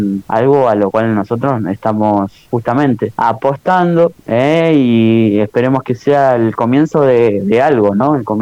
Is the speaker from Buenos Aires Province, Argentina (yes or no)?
no; Santa Cruz, Argentina; somos de acá de Santa Cruz, del norte de Santa Cruz, aún un poco más al sur que ustedes, pero también compartimos el mismo sentimiento patagónico